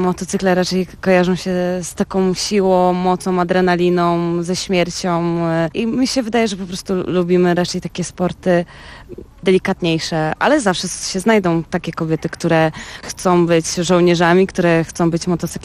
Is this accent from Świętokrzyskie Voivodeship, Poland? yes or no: no; Toruń, Kuyavian-Pomeranian Voivodeship, Poland; a że jestem z Torunia i u nas żużel jest dosyć modny